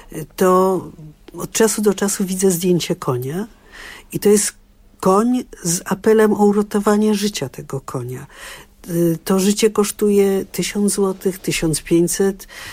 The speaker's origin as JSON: {"language": "Polish", "town": "Czarnówka", "region": "Warmian-Masurian Voivodeship", "country": "Poland", "said": "u mnie w mojej wsi Czarnówka na Mazurach"}